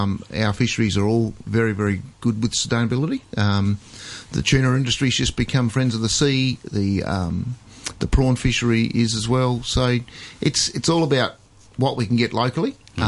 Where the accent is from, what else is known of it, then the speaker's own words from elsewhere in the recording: Port Lincoln, South Australia, Australia; I'm from Port Lincoln in South Australia.